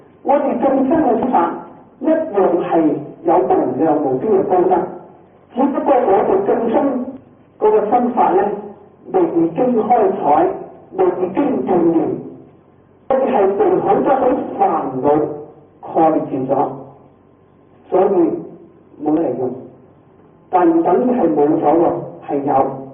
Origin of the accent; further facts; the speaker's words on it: China; 我哋中國人喜歡精簡